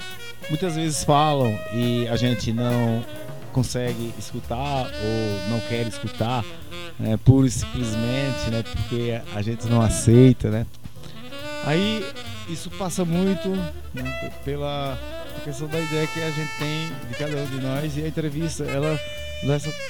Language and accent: Portuguese; Arcoverde, Pernambuco, Brazil; aí eu sou um professor de história e eu vim de Arco Verde.